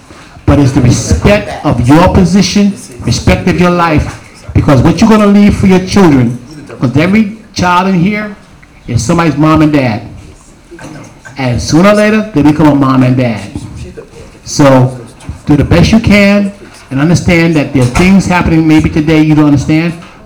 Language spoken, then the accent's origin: English; New York City, New York, United States; I grew up in Queensbridge